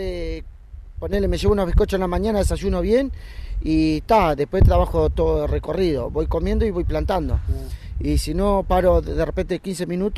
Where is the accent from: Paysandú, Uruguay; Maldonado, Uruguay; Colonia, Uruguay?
Paysandú, Uruguay; born there; also born or lived in San José; now in Canelones, Uruguay; Soy nacido en Paysandú, vivía en San José y ahora vivo acá en Canelones.